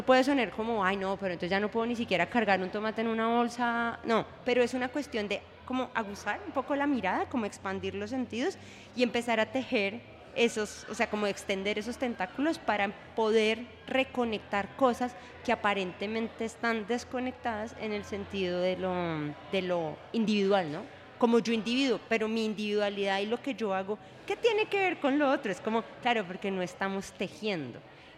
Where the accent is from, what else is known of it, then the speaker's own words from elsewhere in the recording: Colombia; pues somos colombianos y yo voy allá y hay empanadas